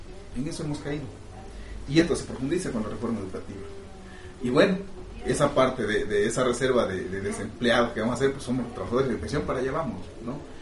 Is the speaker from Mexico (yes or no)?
yes; Mexico; es un golpe a nuestro orgullo como mexicanos